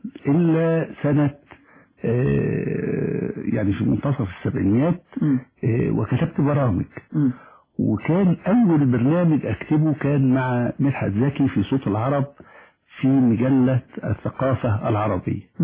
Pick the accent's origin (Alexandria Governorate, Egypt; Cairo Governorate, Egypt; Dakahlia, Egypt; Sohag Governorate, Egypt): Alexandria Governorate, Egypt; Alexandria; أنا سكندري الأصل. ولدت في الإسكندرية ويعني الإسكندرية التي عشت فيها كانت تختلف كثيرا عن الإسكندرية الحالية. لم تكن مزدحمة بهذه الصورة